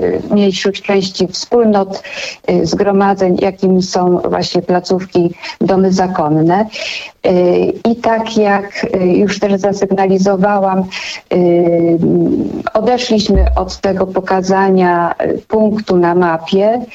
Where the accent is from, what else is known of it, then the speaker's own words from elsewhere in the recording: Pińczów, Świętokrzyskie Voivodeship, Poland; Ja sama przyznam, pochodzę z małej miejscowości w Świętokrzyskim Pińczów.